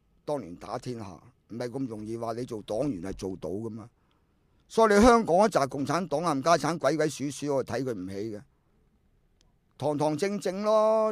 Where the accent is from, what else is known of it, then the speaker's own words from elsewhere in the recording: China; 我梗系唔可以咁做啦，我中国人。